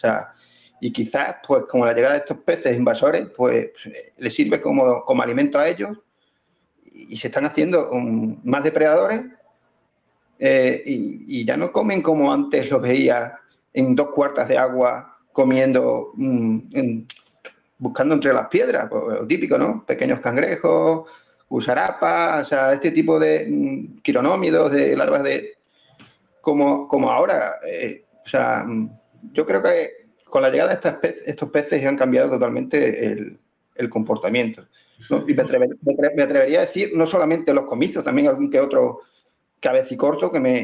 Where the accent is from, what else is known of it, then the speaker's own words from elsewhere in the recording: Extremadura, Spain; de embalses grandes que tenemos aquí en Extremadura, para echarlas aquí a la charca de mi pueblo o al embalse de mi pueblo.